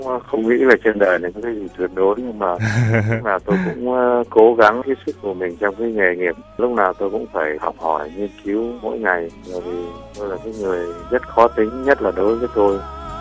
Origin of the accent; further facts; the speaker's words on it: Da Lat, Lâm Đồng, Vietnam; born there; lúc mà chúng tôi sinh ra ở thành phố Đà Lạt